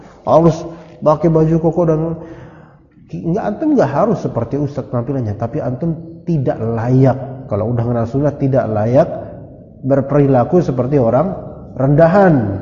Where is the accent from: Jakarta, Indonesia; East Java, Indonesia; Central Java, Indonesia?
Jakarta, Indonesia; Ana bilang ana orang Jakarta. Keluarga Betawi ana besar. Kita orang Jakarta.